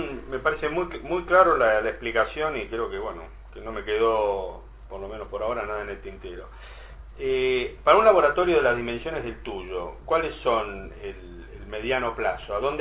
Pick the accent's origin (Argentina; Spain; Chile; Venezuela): Argentina; Siempre, si lo queremos cambiar nosotros somos argentinos, no hay ningún cambio.